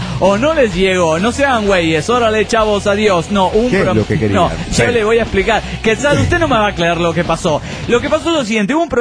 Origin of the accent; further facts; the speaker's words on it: Managua, Nicaragua; de Managua, Nicaragua.